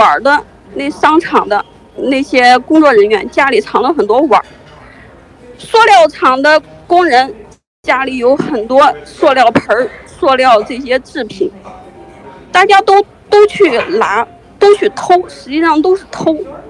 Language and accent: Chinese; China; 我们从小，我们大陆人从小，我们根本就不知道他教的那些东西，